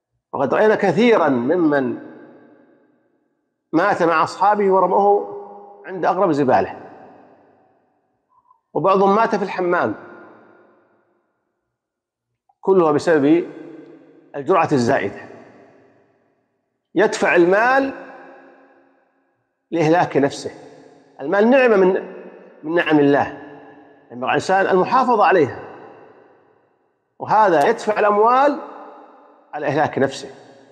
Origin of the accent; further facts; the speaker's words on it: Saudi Arabia; وأن يحفظ بلادنا المملكة العربية السعودية بلاد الحرمين الشريفين